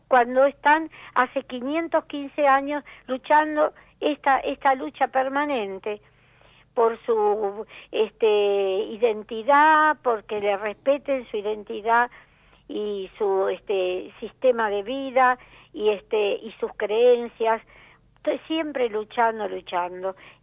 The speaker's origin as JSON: {"language": "Spanish", "country": "Argentina", "said": "a mí como argentina me da vergüenza"}